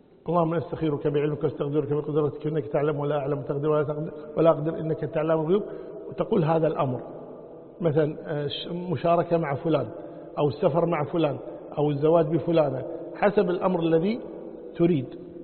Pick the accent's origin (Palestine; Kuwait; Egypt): Kuwait; يعني عندنا بالكويت مثلا واحد الضحى يروح دوانية